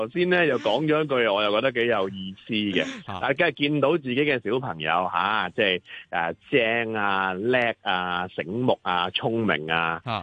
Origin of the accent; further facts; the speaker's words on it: China; 咁啊小朋友就我哋中国人咧，传统就叫做过咗年